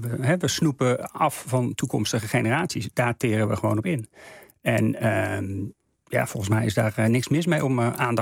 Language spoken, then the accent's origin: Dutch; Netherlands; Wij als Nederlanders zijn rijk, we hebben een enorme welvaart.